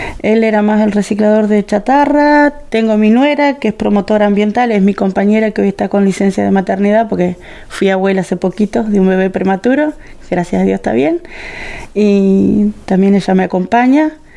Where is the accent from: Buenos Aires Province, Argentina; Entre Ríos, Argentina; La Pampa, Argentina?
La Pampa, Argentina; Santa Rosa; Sí, todos somos de acá de Santa Rosa.